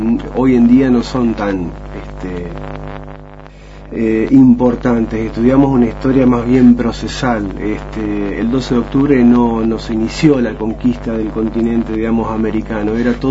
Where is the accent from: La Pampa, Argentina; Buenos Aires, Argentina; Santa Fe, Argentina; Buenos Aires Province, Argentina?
Santa Fe, Argentina; now in San Antonio Oeste, Argentina; yo, bueno, vengo de la zona atlántica, en realidad soy del norte de Santa Fe, pero estoy trabajando hace 4 años en San Antonio Oeste